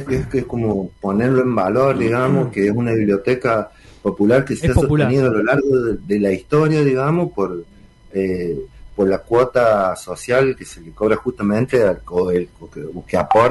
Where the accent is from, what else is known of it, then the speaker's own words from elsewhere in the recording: San Juan, Argentina; vengo, sí, como de una experiencia comunicacional del lado de San Juan, de donde soy yo